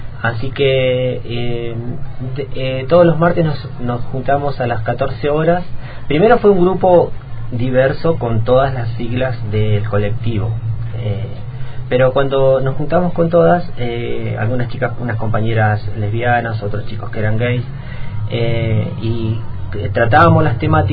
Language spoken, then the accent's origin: Spanish; Viedma, Río Negro, Argentina; Yo soy de acá de Viedma.